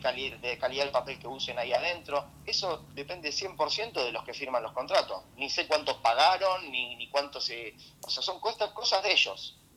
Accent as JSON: {"language": "Spanish", "country": "Argentina", "said": "somos argentinos"}